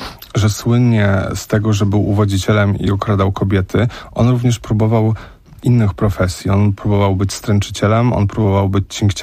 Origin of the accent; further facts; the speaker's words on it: Łódź, Łódź Voivodeship, Poland; Ja sam pamiętam, no ja mam lat 37, no i pamiętam też Peweks, który był u mnie w Łodzi